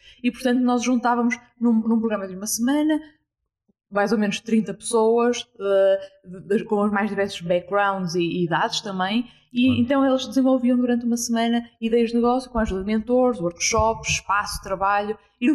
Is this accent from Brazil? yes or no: no; Porto, Norte, Portugal; 27 anos, sou do Porto.